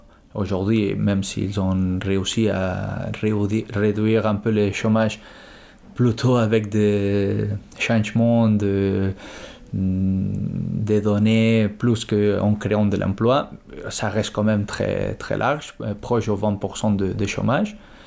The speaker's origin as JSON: {"language": "French", "region": "Catalonia", "country": "Spain", "moved": "yes", "lives_now": "Saint-Denis, France", "said": "je suis catalan, je viens de la Catalogne. Ça fait 7 ans que j'habite à Saint-Denis"}